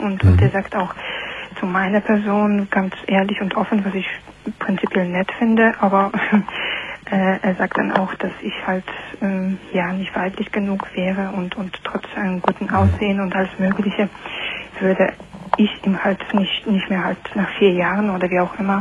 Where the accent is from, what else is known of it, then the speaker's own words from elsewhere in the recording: Poland; German is a second language; Aus Polen.